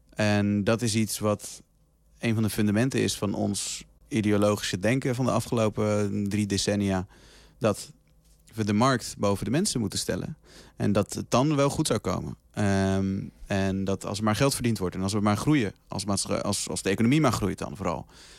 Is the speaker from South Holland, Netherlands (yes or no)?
yes; South Holland, Netherlands; want ik kom uit de buurt van Rotterdam.